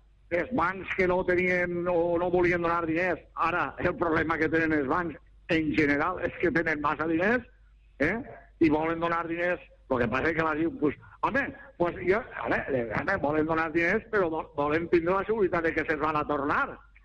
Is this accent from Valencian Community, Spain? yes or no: yes; Valencian Community, Spain; jo sóc espanyol i me sento molt orgullós de ser espanyol, però primer sóc valencià, eh? Epa, primer sóc valencià.